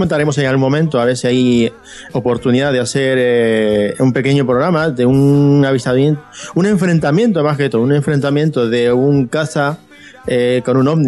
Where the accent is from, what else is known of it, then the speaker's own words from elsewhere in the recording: Arequipa, Peru; now in Madrid, Spain; yo soy de Arequipa, del sur del Perú, y bueno, llevo aquí en Madrid aproximadamente un poco más de 13 años.